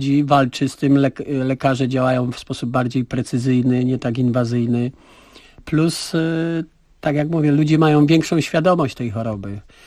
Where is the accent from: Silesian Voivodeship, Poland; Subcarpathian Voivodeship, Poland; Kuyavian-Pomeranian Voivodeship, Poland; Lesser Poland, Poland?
Lesser Poland, Poland; Kraków; wychowałem się w biednej dzielnicy w Nowej Hucie, w fatalnym czasie politycznym